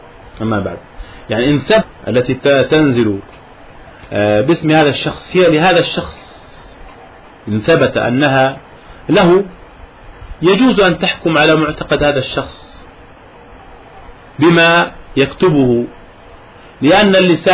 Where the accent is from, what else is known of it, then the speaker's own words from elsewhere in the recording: Jordan; أن أول اعتصام خرج عندنا في الأردن